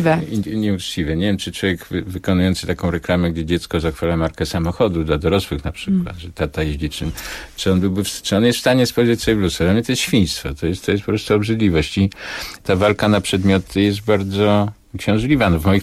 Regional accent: Nowy Sącz, Lesser Poland, Poland; te późne lata 50., ta stara część Sądcza, w której się urodziłem, w której mieszkałem

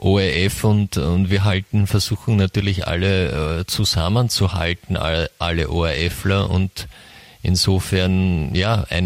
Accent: Vienna, Austria; aber die Antwort von Georg Klonei hat mich baff, wie man bei uns in Wien sagt, gemacht.

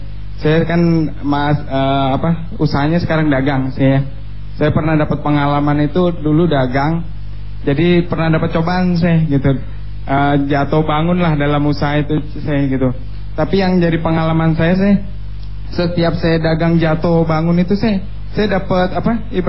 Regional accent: Malang, East Java, Indonesia; saya dari Malang, Jawa Timur.

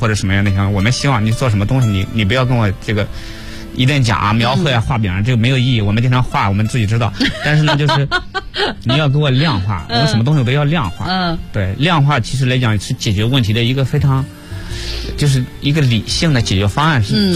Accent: Xinjiang, China; 因为我家是新疆的，我说我就想在新疆

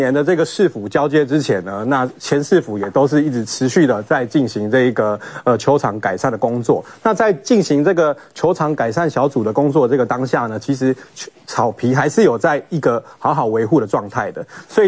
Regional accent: Hsinchu City, Taiwan; 因为这承载了很多我们新竹人的小时候看球，甚至在里面打球的记忆

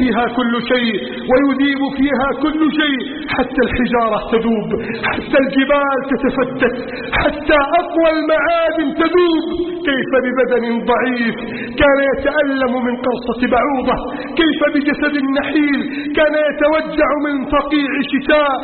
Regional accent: Egypt

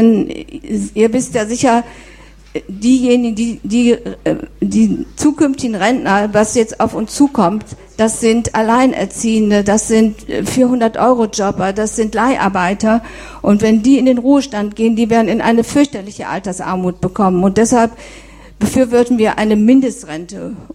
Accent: Soest, North Rhine-Westphalia, Germany; von der der Sven eben erzählt hat. … Ich komme aus Soest.

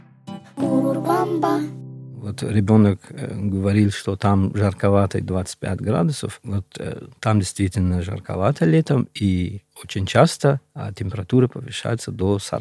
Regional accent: Gorno-Badakhshan, Tajikistan; Да, да, я родился на Памире, вырос там.

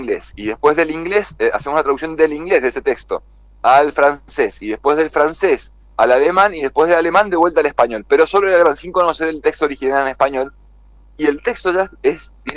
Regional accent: Argentina; tenemos el orgullo, así como argentinos, campeones del mundo

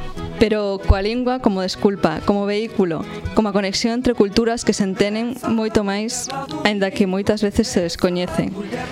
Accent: Galicia, Spain; galegas no Quilombo de Sans.

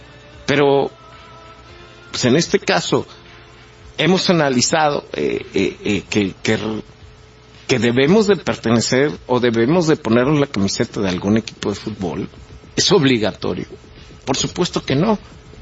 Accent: Mexico; nos mantenga unidos como mexicanos si no llegáramos a tener un país

